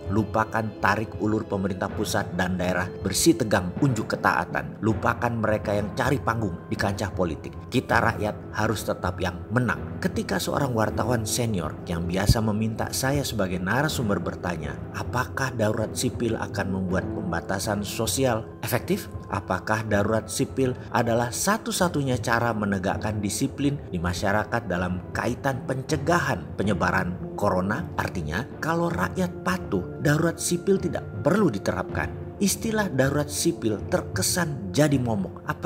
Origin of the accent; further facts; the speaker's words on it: East Java, Indonesia; Kalau sampai ngomong anco-anco, ya memang saya Jawa Timuran lah ngono dul, bukan nyinyir tok.